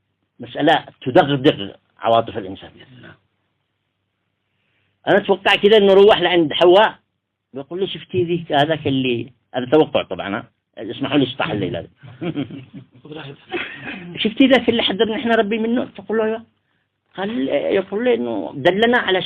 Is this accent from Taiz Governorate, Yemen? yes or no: yes; Taiz Governorate, Yemen; حتى مع لهجتنا نحن أصحاب الحجرية